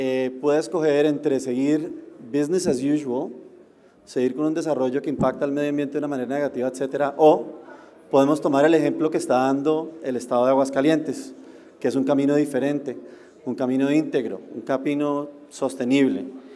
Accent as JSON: {"language": "Spanish", "country": "Colombia", "lives_now": "Mexicali, Mexico", "said": "Somos 1,000 empleados aquí y yo, a pesar de ser colombiano, estoy muy a gusto de estar aquí"}